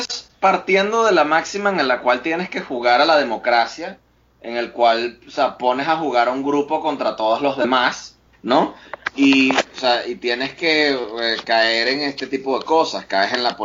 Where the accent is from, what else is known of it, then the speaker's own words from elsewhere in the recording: Venezuela; hablo, obviamente, esto es hablando como un venezolano que está viendo la sociedad mexicana desde afuera